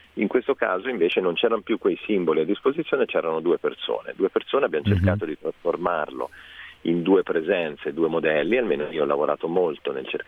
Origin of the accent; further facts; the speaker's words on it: Tuscany, Italy; accent: Tuscan; Poi si sente dall'accento che non sono proprio brianzolo